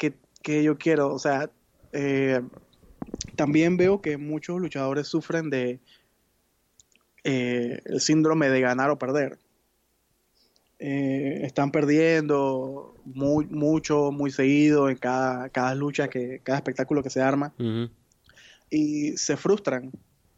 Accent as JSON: {"language": "Spanish", "country": "Panama", "said": "En mi país, en Panamá"}